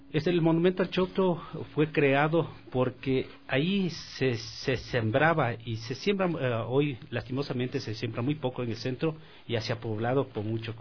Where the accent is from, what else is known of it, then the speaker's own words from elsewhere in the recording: Sangolquí, Pichincha, Ecuador; Nosotros venimos de Sangolquí, del barrio San Sebastián, del Cantón Rumiñahui. Tierra muy tradicional, un barrio muy tradicional del Cantón Rumiñahui